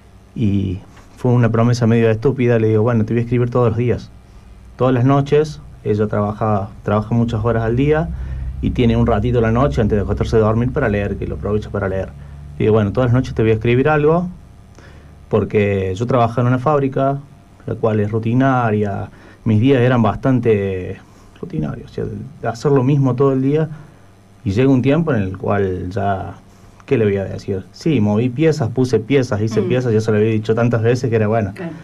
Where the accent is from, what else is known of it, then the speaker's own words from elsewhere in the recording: Córdoba, Argentina; yo soy de Córdoba, fui y visité a la familia